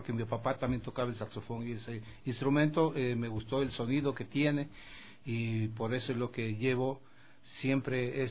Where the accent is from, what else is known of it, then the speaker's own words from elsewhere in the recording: Loja, Ecuador; also born or lived in Quito; Yo soy nacido en Quito, pero criado en Loja. Mi papá fue quiteño, mi mamacita lojana.